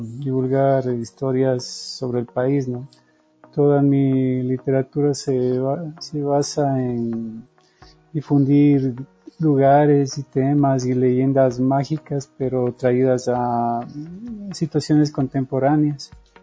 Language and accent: Spanish; Ecuador; Entonces, como ecuatorianos, nosotros somos extraños en tierra propia, nos olvidamos lo maravilloso que es el país.